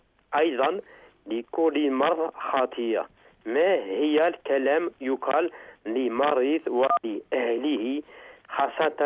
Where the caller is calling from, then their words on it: France; Arabic is a second language; هنا في فرنسا برد شديد في الشتاء